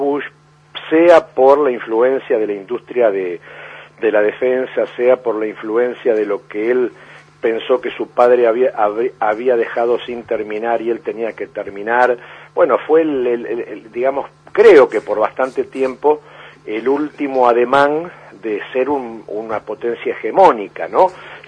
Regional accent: Argentina; nosotros como argentinos, ¿no es cierto?, tenemos como una especie de condición austral extrema

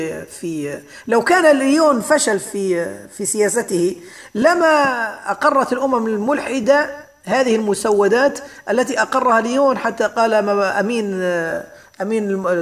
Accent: Libya; وخاصة في بلدنا ليبيا بالذات

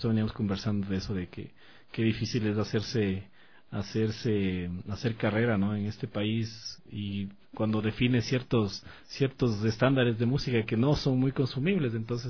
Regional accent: Sangolquí, Pichincha, Ecuador; also born or lived in Quito; yo nací en Quito. En Quito, pero a los 2 años fui a vivir a Sangolquí. Estuve en Sangolquí.

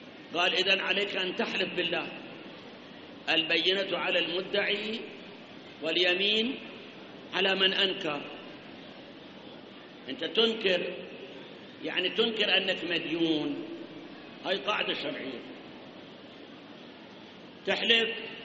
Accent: Iraq; مسألة أخرى الآن عندنا بالعراق

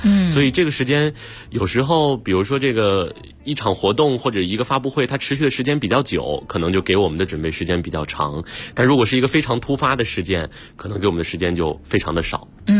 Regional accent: Inner Mongolia, China; 我是内蒙古人。

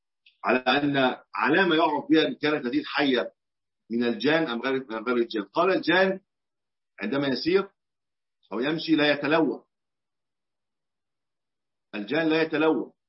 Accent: Egypt; وهي ما يسمى عندنا في مصر البرص

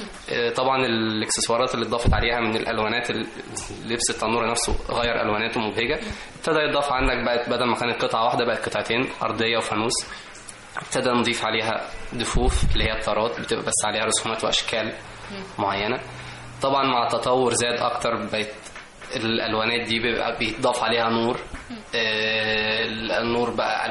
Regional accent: Egypt; اللي هو إحنا كشعب مصري بيحب الفرح والسعادة والألوان المبهجة

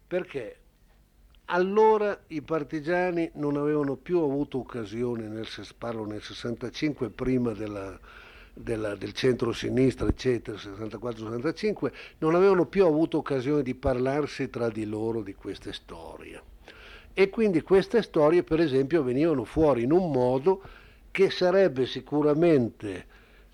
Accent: Piedmont, Italy; per me, che vengo dal Piemonte, è un po' scioccante

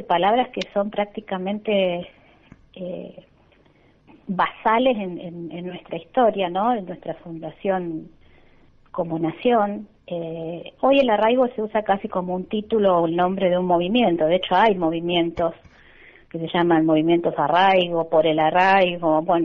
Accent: Buenos Aires Province, Argentina; now in Santiago del Estero, Argentina; Yo estoy en Santiago del Estero radicada hace 3 años, vengo de Buenos Aires, vengo del conurbano.

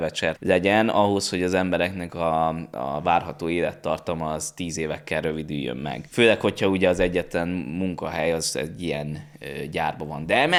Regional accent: Esztergom, Komárom-Esztergom, Hungary; Én azokra gondoltam, hogy Eszterum Kertvárosban nőttem föl

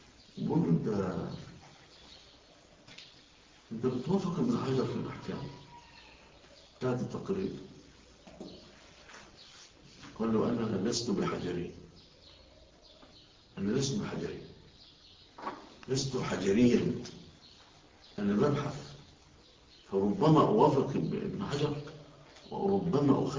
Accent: Egypt; انتوا شوفوا في بلادنا مصر

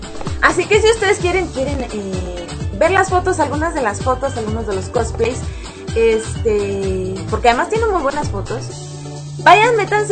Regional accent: Peru; Y las festividades en mi país, Perú, no me agradan.

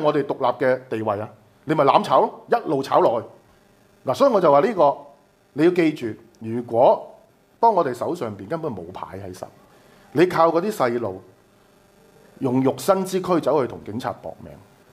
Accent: Hong Kong; 我們香港人是要團結站在一起向美方講出我們的立場

